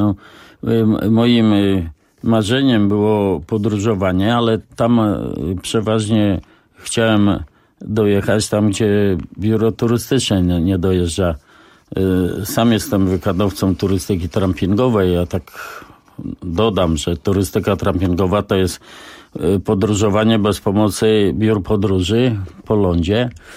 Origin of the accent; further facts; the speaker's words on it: Warsaw, Masovian Voivodeship, Poland; No właśnie, wywodzę się z Targówka, tej części najstarszej w Warszawie